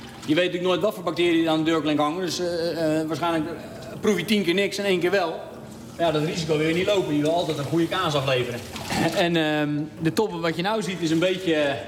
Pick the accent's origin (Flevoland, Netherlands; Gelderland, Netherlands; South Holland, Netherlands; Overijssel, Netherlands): South Holland, Netherlands; Zoeterwoude; uit Zoeterwoude. Ik ben kaasboer op ons familiebedrijf.